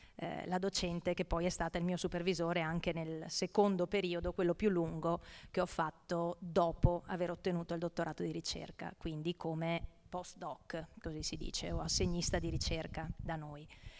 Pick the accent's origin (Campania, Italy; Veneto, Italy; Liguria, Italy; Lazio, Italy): Veneto, Italy; Cappella Maggiore; io in realtà sono originaria vicino a Vittorio Veneto, questo è il mio paesino natale, 6.000 anime, nel vittoriese. E si chiama Cappella Maggiore, che di maggiore non ha molto perché appunto è proprio piccino. E nel mio percorso di studi appunto poi mi sono trasferita a Padova